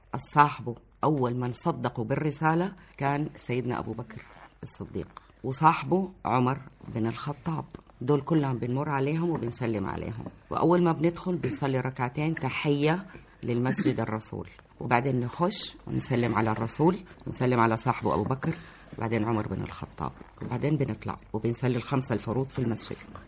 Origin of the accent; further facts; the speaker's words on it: Jeddah, Makkah Province, Saudi Arabia; أنا من جدة، من المملكة العربية السعودية.